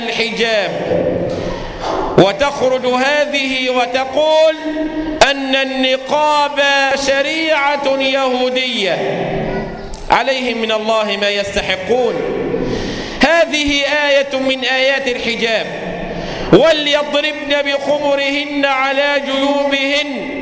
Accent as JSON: {"language": "Arabic", "country": "Egypt", "said": "اللهم احفظ مصر بلدنا من كل مكروه وسوء"}